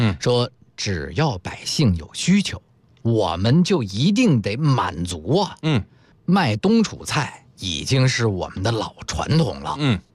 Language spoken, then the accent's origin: Chinese; Beijing, China; 咱们北京人也好吃